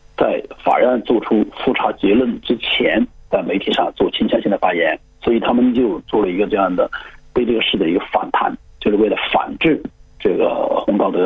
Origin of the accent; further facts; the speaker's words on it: Hunan, China; 是我们湖南人